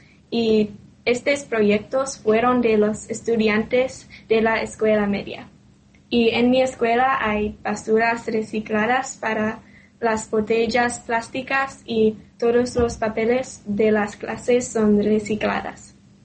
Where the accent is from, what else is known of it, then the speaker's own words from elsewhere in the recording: United States; Spanish is a second language; now in Thailand; soy de los Estados Unidos.